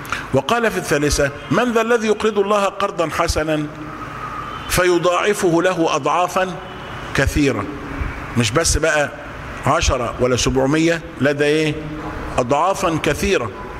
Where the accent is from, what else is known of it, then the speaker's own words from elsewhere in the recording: Egypt; عندنا في مصر منهم كتير